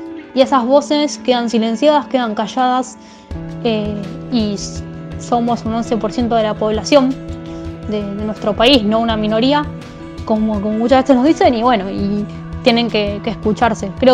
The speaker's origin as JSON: {"language": "Spanish", "town": "Moreno", "region": "Buenos Aires Province", "country": "Argentina", "said": "soy del Partido Moreno, conurbano bonaerense, y milito en distintos movimientos de personas con discapacidad"}